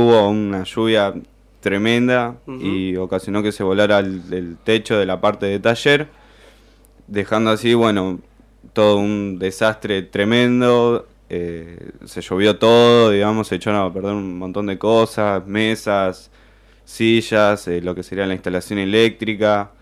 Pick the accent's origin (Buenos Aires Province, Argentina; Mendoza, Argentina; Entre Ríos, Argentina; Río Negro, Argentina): Buenos Aires Province, Argentina; La Plata; Yo soy de Villa Garibaldi, antes de Parque Sicardi